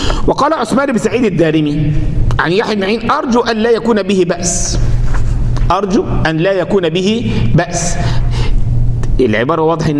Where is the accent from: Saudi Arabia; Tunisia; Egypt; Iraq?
Egypt; أنا النهاردة رجل من أهل مصر، عندي احاديث اهل مصر عندي في كتب